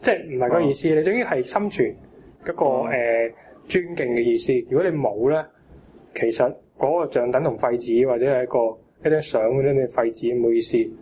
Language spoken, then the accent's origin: Cantonese; China; 我觉得我作为中国人，我好骄傲。